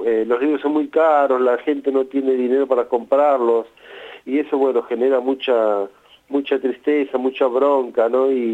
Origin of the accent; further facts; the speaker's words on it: Buenos Aires, Argentina; Somos del barrio de Boedo, en Buenos Aires